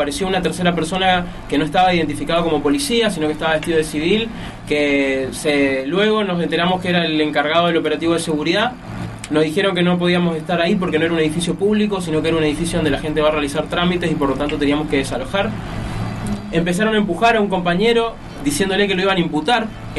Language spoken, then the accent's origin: Spanish; Mendoza, Argentina; tenemos que estar dispuestos como mendocinos a dar ese salto cualitativo